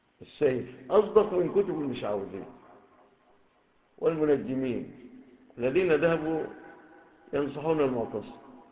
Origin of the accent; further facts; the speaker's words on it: Egypt; ربما تكونش في بلادنا مصر